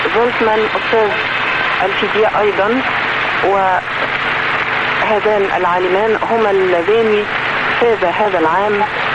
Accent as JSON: {"language": "Arabic", "country": "Egypt", "said": "وتدار كالأوقاف عندنا في مصر"}